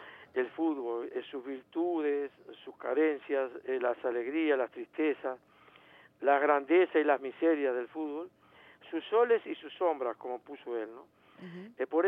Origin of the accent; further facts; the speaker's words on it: Uruguay; nos enorgullece como uruguayos ver cómo lo quieren